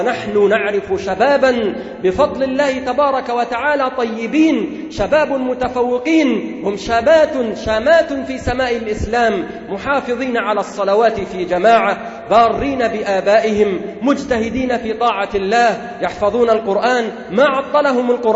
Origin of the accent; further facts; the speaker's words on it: Egypt; وأنتم تسمعون في القطر المصري وفي بلدنا مصر ما لم تكن تسمعه قبل ذلك،